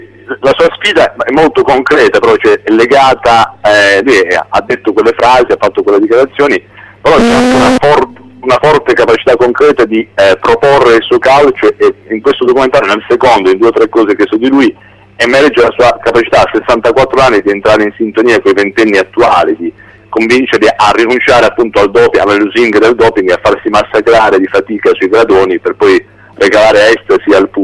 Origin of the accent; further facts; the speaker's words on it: Bari, Apulia, Italy; Io barese partivo e mi immergevo nel catino incandescente